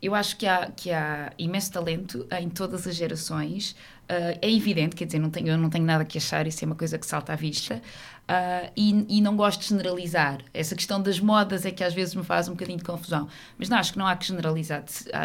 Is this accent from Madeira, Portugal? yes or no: no; Santarém, Portugal; eu sou do Ribatejo